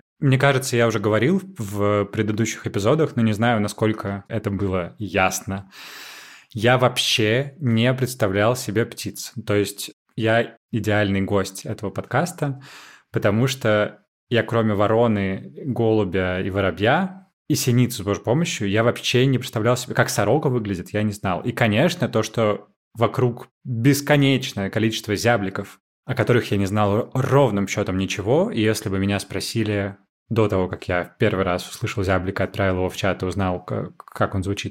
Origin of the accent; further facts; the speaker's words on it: Moscow, Russia; Я так из Измайлова, под Москвой, со стороны Измайлова